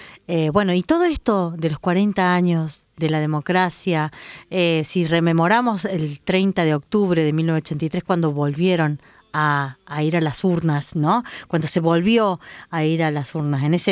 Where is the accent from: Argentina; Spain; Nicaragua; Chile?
Argentina; la memoria dolida que teníamos como argentinas y argentinos